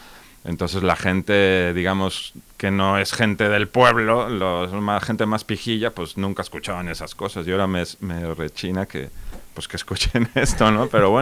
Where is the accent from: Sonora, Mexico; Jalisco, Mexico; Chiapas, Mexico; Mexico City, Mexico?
Jalisco, Mexico; Guadalajara; pues yo soy de México. Entonces, la forma que tiene... De Guadalajara.